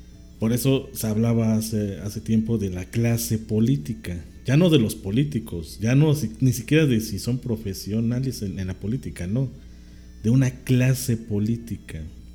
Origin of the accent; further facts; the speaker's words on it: Mexico; pues de nosotros como mexicanos